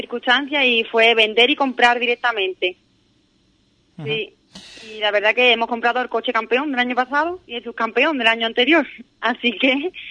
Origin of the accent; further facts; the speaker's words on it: Andalusia, Spain; Sí, somos los primeros gaditanos.